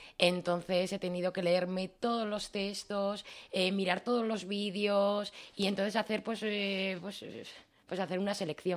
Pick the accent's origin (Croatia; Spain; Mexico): Spain; Murchante, Navarre; Todo el mundo me conocía a mí de Murchante, pero nadie conocía a mi pueblo.